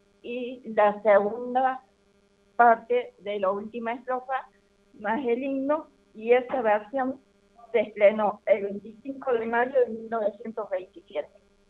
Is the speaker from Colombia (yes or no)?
no; Argentina; en todo momento se requiere recordar que somos argentinos